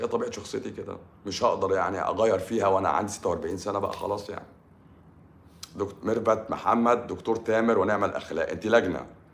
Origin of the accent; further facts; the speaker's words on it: Morocco; وخلي بالكم انا طبيب من المغرب